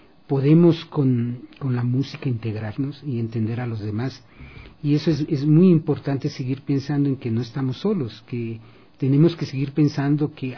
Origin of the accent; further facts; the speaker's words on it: Ecuador; hay algo que no podemos desconocer como ecuatorianos, y es la enorme riqueza de la diversidad cultural. Yo crecí en un medio donde en un cantón habían algunos grupos étnicos